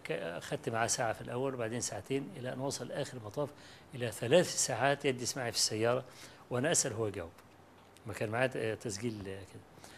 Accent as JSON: {"language": "Arabic", "country": "Egypt", "said": "قلت له أنا جاي من مصر مخصوص وأنا طالب علم فقير"}